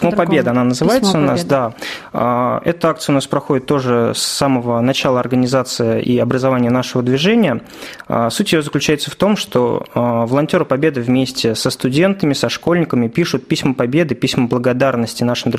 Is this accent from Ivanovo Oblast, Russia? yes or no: yes; Shuya, Ivanovo Oblast, Russia; now in Ivanovo, Russia; Я сам родом из Шуя, но переехал в город Иваново, поскольку поступил как раз-таки в ВУЗ, стал студентом